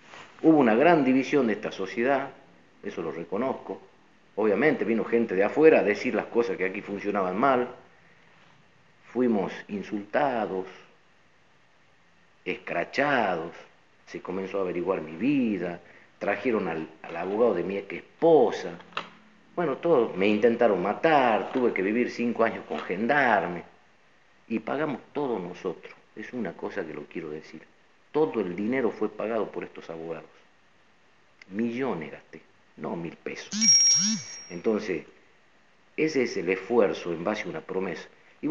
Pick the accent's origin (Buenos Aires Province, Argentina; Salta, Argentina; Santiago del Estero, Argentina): Salta, Argentina; Tartagal; venimos nosotros de Tartagal. Yo me enteré en Tartagal como cualquier tartagalense